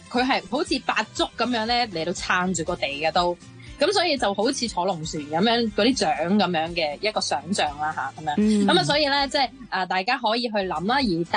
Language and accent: Cantonese; Guangdong, China; 但係即係始終呢啲都係我哋廣東人啦